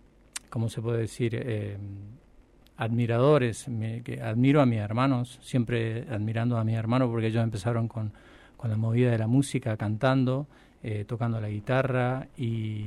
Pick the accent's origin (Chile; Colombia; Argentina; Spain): Argentina; Santa Rosa, La Pampa; also born or lived in San Rafael; tendría 9 años, 10 años cuando nos venimos para Santa Rosa, en realidad. Bueno, sí, por cuestiones familiares, se enferma a mi viejo y bueno, en ese momento del 95, 96 me parece